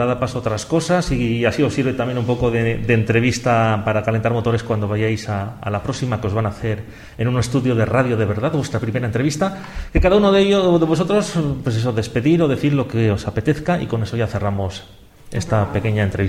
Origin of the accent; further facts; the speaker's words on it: Nájera, La Rioja, Spain; Mira, pues estamos nosotros, que somos de La Rioja, de Nájera.